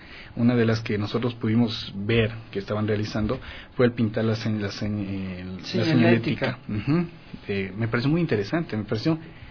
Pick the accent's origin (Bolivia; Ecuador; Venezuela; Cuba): Ecuador; Quito, Pichincha; also born or lived in Otavalo; Yo nací en Otavalo, pero solo nací y vine a vivir acá en Quito. Entonces conozco más de Quito que de Otavalo.